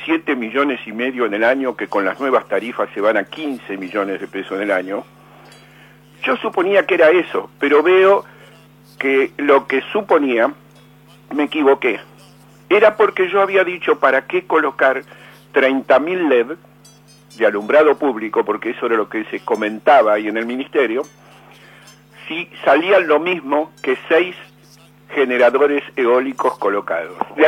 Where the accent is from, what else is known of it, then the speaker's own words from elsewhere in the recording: Argentina; Yo como argentino...